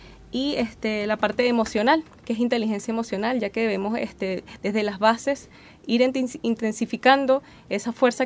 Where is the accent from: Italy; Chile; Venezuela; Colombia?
Venezuela; El acento me delata. Soy venezolana.